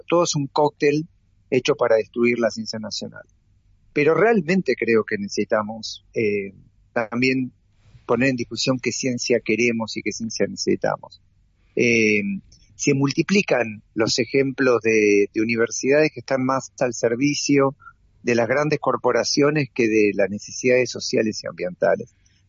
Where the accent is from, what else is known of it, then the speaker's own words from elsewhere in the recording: Buenos Aires, Argentina; yo, que quiero a Buenos Aires, pues soy porteño y porque viví acá y nací acá